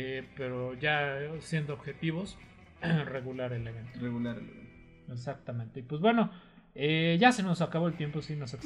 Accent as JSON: {"language": "Spanish", "country": "Mexico", "said": "somos público mexicano y no nos callamos para nada en las luchas"}